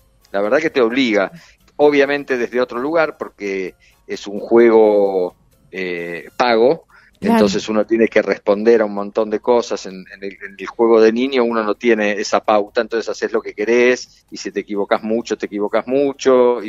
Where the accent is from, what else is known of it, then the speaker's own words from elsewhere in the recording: La Plata, Buenos Aires Province, Argentina; Sí, muchos nací en años en La Plata. En La Plata hasta que terminé el secundario.